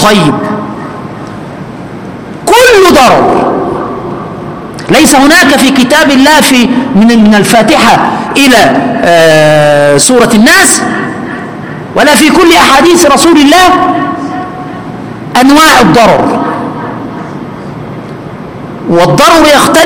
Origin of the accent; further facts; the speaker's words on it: Egypt; وكان الوزغ اللي بنسميه عندنا في مصر البرص كان ينفخ فيها